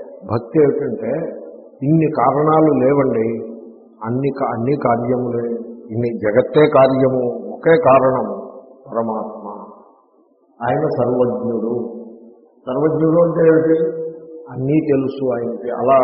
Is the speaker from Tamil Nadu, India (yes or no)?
no; Rajahmundry, Andhra Pradesh, India; మా చిన్నప్పుడు రైలు, రాజమండ్రిలో రైలు, రైలు అప్పుడు మొదటిసారి చూసాం